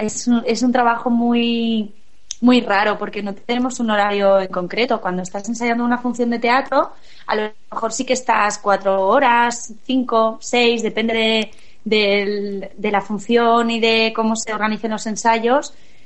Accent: Catarroja, Valencian Community, Spain; Hice, cuando era muy pequeña, a lo mejor tenía 6 años, una función de teatro en mi pueblo, con el grupo de teatro del pueblo de Catarroja

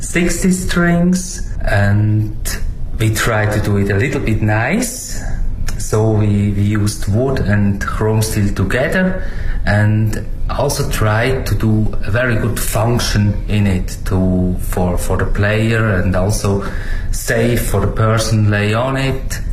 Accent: Switzerland; English is a second language; moved away as an adult; now in China; from Switzerland. Stay now 5 years in China.

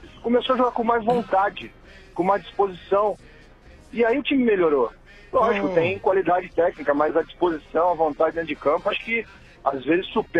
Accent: Rio de Janeiro, Brazil; now in São Paulo, Brazil; eu sou carioca, né? Não tô só pro Flamengo, eu tô em São Paulo há 24 anos já.

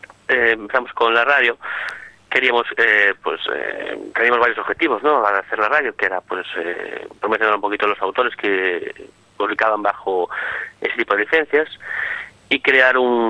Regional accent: Foz, Galicia, Spain; soy yo, de Foz, en Lugo

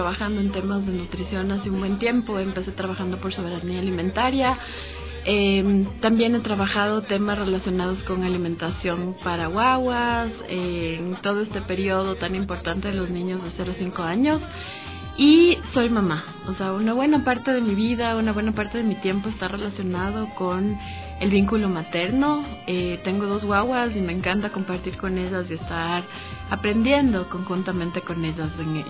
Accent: Ecuador; born there; es de India. Yo nací en Ecuador, pero tengo un papá que sigue una filosofía de India y es por eso que tengo este nombre.

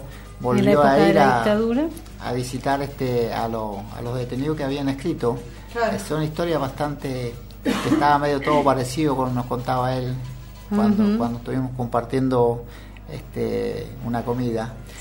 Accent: Chile; moved away; mi pequeña historia de cuando vine con Mirta de Chile, que éramos muy, muy jovencitos

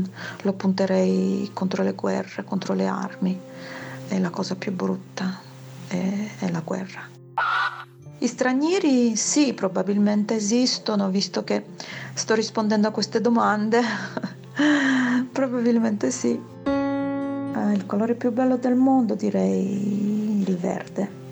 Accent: Poland; now in Salerno, Italy; Sono nata in Polonia, i miei genitori sono polacchi. Quando mi chiedono di dove sono, rispondo: vengo dalla Polonia ma vivo a Salerno.

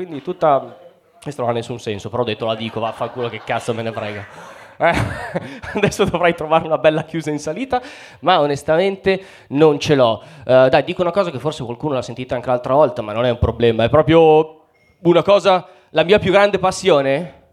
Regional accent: Mantua, Lombardy, Italy; io vengo da Mantova. Chi conosce Mantova?

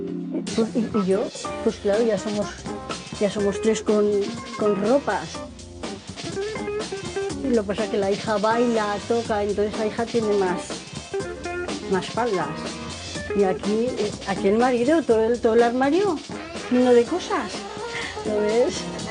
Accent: Almudévar, Aragon, Spain; Soy de Almudebar y quiero participar en el duelo de Jotas.

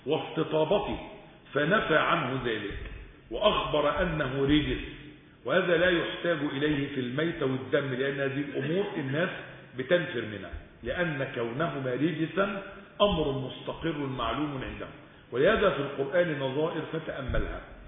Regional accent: Egypt; الاجانب الطيبين الحلوين اللي قاعدين عندنا في مصر

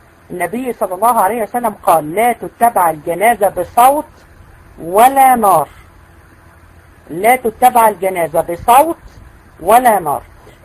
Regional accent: Egypt; احنا عندنا في مصر

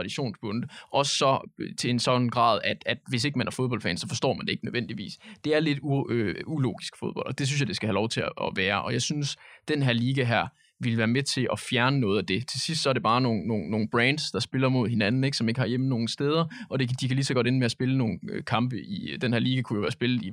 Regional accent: Silkeborg, Central Denmark Region, Denmark; fordi jeg kommer fra Silkeborg, og det er sådan, altså, sådan er det bare.

